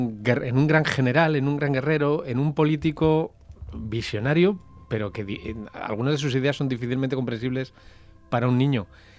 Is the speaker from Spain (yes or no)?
yes; Spain; yo sé que soy español